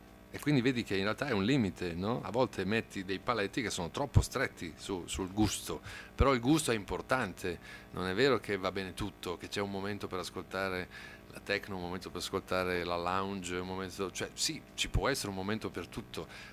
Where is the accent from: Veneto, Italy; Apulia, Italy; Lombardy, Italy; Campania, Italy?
Veneto, Italy; Treviso; No, è che sono nato e cresciuto a Treviso.